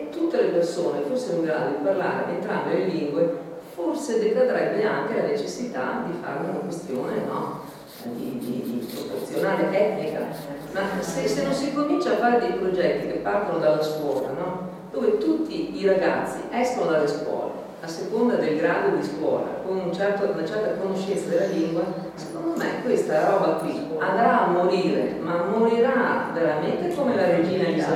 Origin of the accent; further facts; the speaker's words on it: Veneto, Italy; Cioè io sono veneta, comunque non è la stessa cosa